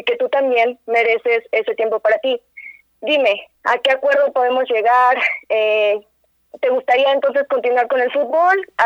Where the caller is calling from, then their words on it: Amecameca, State of Mexico, Mexico; De Amecameca.